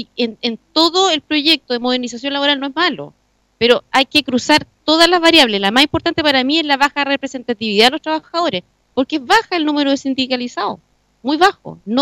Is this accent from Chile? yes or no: yes; Linares, Maule, Chile; Si yo no soy de Talca, yo soy de Linares y viajo todos los días al campo